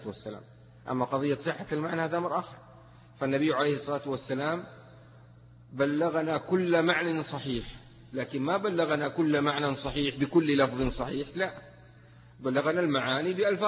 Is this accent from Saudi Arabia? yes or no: yes; Mecca, Makkah Province, Saudi Arabia; also born or lived in Taif; يعني أنا ولد مثلا في الطائف وأنا نشأت في مكة، فهي أحب البلدان إلي لمجرد أني نشأت في هذين البلدين.